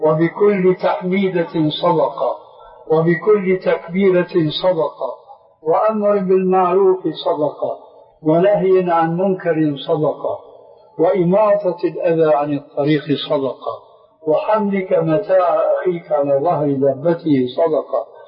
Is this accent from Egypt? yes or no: no; Syria; يقولون: عندنا في سوريا كالحرذون في حيوان برية